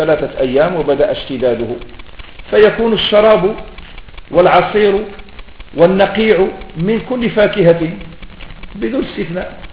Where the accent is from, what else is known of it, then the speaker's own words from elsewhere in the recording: Morocco; هذه كلمة ما تستخدم عندنا في المغرب